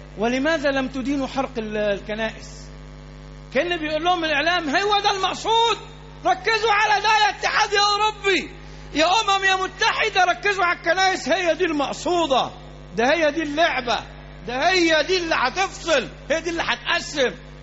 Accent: Alexandria, Alexandria Governorate, Egypt; احنا عندنا في اسكندريه مليانه كنائس

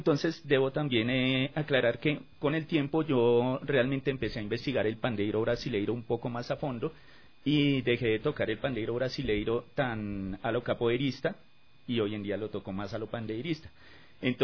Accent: Bogotá, Colombia; born there; Yo nací en Bogotá, en un barrio popular que se llama Las Cruces.

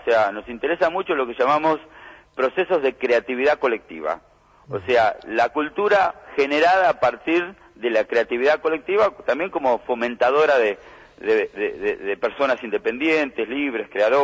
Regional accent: Santa Rosa, La Pampa, Argentina; Yo soy de Santa Rosa de la Pampa.

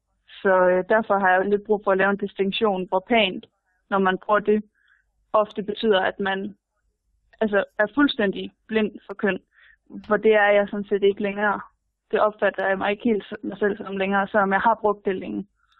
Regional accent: Aarhus, Central Denmark Region, Denmark

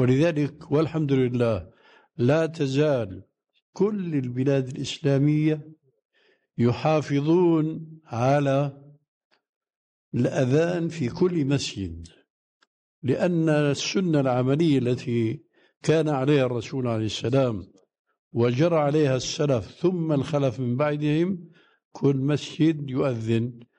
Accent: Damascus, Damascus Governorate, Syria; كما يقول عندنا في دمشق مفشكلة يعني ما هي صحيحة

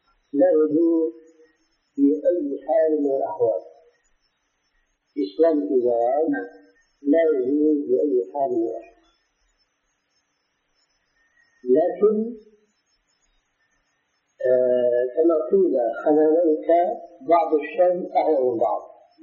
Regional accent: Syria; لكن مثل العام عندنا في سوريا هذا الميت لا يستحق هذا العام.

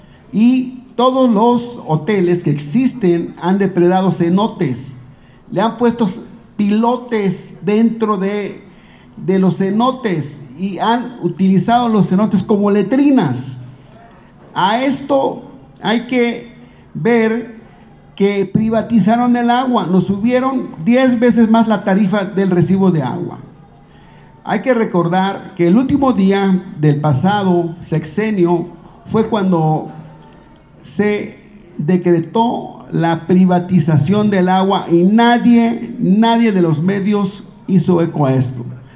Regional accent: Guerrero, Mexico; now in Quintana Roo, Mexico; Yo soy de Guerrero, conozco la problemática del agua desde mi estado de origen.

